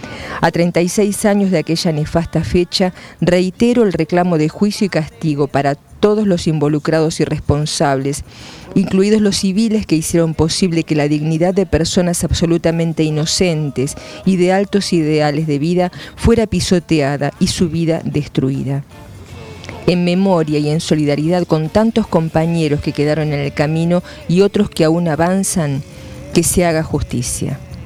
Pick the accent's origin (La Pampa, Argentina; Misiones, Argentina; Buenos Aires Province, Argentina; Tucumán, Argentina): La Pampa, Argentina; Jacinto Arauz; en mi pueblo natal de La Pampa, Jacinto Arauz